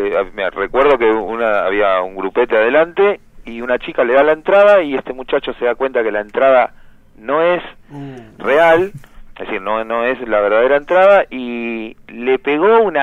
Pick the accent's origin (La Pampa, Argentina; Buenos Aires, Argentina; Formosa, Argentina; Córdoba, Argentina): Buenos Aires, Argentina; Pompeya; De Pompeya, soy de cerquita.